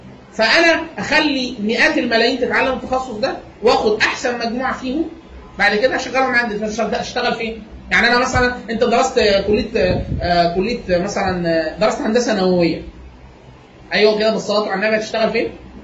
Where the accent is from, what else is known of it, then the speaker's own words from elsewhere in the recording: Egypt; انا من مصر وباخد اقل من 5000 دولار في السنه